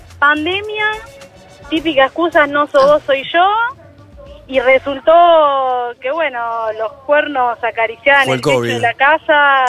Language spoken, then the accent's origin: Spanish; Chubut, Argentina; now in Buenos Aires, Argentina; Yo soy una chica que está viviendo en Capital, pero soy del sur, de Chubut.